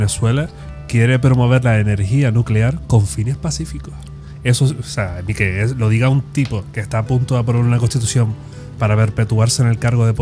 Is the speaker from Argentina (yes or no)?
no; Spain; A mí de todas formas lo que me molesta como español, digámoslo así